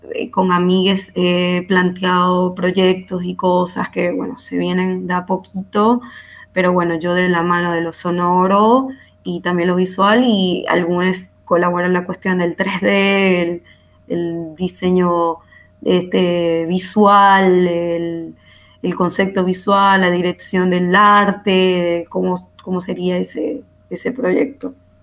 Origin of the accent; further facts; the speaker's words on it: Venezuela; moved away as an adult; yo me fui de Venezuela en el 2017, como que pensando en ampliar mi proyecto y mis conocimientos en otros lugares, como que fue una decisión ya de años trabajando en Venezuela, viviendo, estudiando